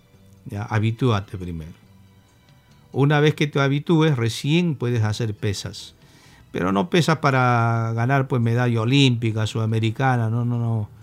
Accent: Peru; Siendo peruanos tenemos tantas plantas medicinales.

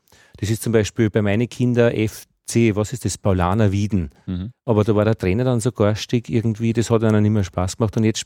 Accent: Upper Austria, Austria; SK Altheim war das bei uns in Oberösterreich.

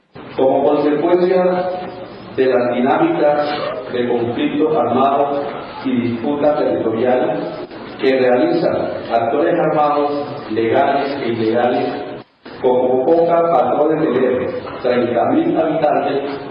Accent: Chocó, Colombia; soy del departamento de Chocó

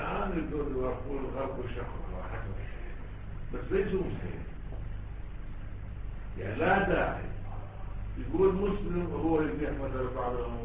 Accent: Iraq; شوف احنا عندنا بالعراق

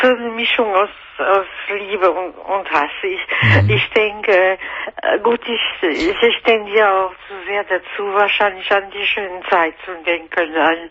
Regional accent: France; German is a second language; now in Germany; Ich bin Französin, ich wohne seit 30 Jahren in Deutschland.

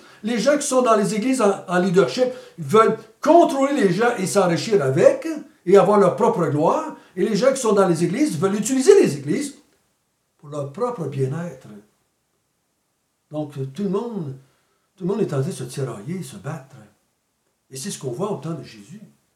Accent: Quebec, Canada; Moi, j'ai été élevé au Québec, dans l'Église catholique.

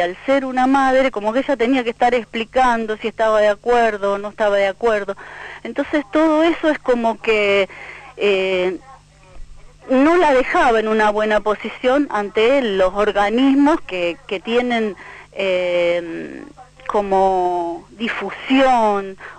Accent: Villa Eloísa, Santa Fe, Argentina; born there; Desde el pueblo, yo nací en Villa Eloísa, vine a vivir con ella

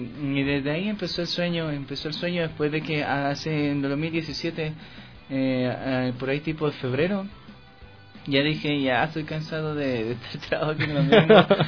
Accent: Tabacundo, Pichincha, Ecuador; now in Quito, Ecuador; Yo soy de Tabacundo

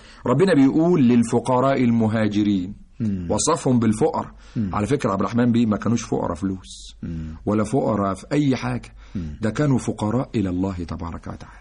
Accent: Egypt; واجعل بلدنا مصر بلد الأمن والأمان والطمأنينة والسكينة والسلام

